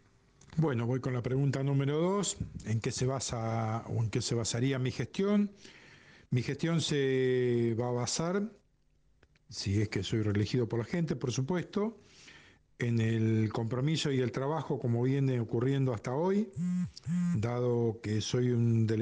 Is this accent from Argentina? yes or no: yes; Pipinas, Buenos Aires Province, Argentina; nacido y criado en Pipinas